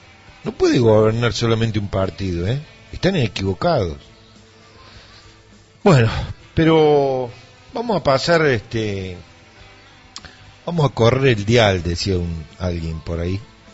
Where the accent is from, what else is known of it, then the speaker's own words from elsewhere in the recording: Villa Dolores, Córdoba, Argentina; una realidad que es la que supe vivir yo durante mi niñez, mi adolescencia, aquí en Tras la Sierra. Solía vivir en Villa Dolores, nací en Villa Dolores también